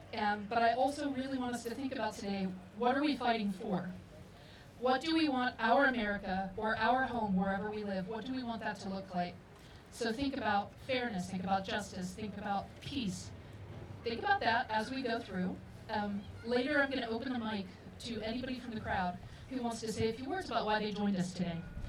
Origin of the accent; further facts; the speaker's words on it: Middletown, Ohio, United States; moved away as an adult; now in The Hague, Netherlands; I'm originally from Cincinnati, Middletown to be exact. So that's where JD Vance grew up.